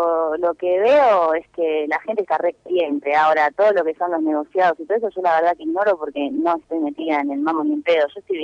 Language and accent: Spanish; Argentina; Yo no sé si fue a mí porque soy argentina